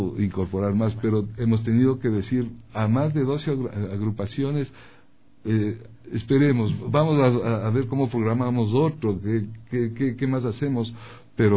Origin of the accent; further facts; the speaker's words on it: Ecuador; cómo somos los ecuatorianos en este momento, en este siglo XXI, en este 2018